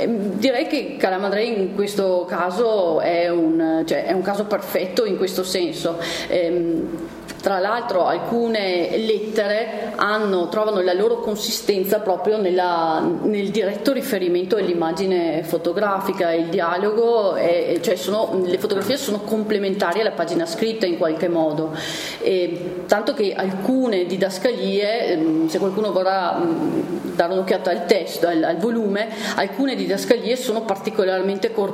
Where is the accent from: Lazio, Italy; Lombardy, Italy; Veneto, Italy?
Veneto, Italy; Vicenza; essendo vicentino, e quindi erano territori che conoscevo